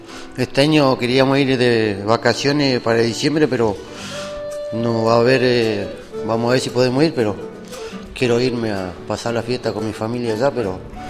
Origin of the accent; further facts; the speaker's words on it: Caleta Olivia, Santa Cruz, Argentina; born there; Yo nací en Caleta Olivia, Santa Cruz.